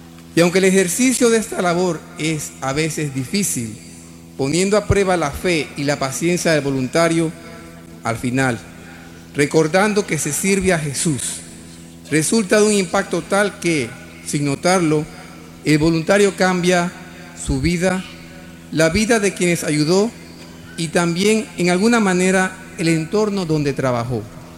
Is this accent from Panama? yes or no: yes; Panama; agradezco la bendición de recibir la próxima Jornada Mundial de la Juventud en mi país, Panamá.